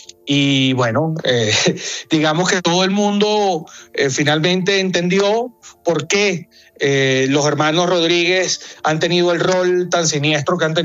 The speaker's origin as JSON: {"language": "Spanish", "country": "Venezuela", "said": "como venezolanos a todos nos inquieta la situación que tienen los venezolanos injustamente presos"}